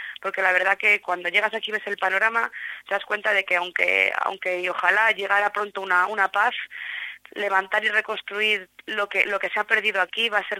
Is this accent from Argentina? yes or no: no; Madrid, Community of Madrid, Spain; Yo soy de Madrid y demás